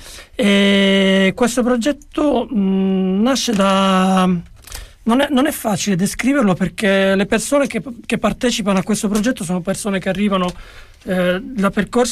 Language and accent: Italian; Bologna, Emilia-Romagna, Italy; siamo io e Chiara, che veniamo da Bologna